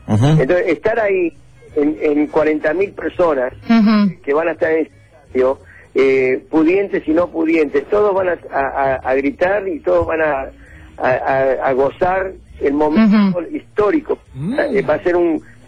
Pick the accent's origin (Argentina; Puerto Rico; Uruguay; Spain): Uruguay; Escúchame, yo soy uruguayo, no soy perfecto